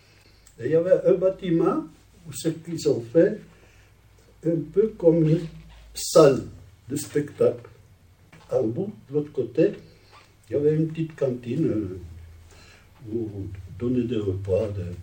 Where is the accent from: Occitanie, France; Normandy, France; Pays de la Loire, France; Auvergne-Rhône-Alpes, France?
Auvergne-Rhône-Alpes, France; Roche-la-Molière; Ma mère, elle est venue avec ses parents et un frère. Ils sont venus à Roche-la-Molière, et là, ils ont fait connaissance, ils sont mariés, et moi, je suis né en France.